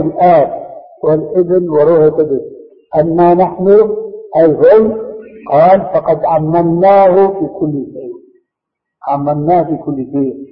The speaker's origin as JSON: {"language": "Arabic", "country": "Syria", "said": "تلقفها بعض العامة عندنا في سوريا"}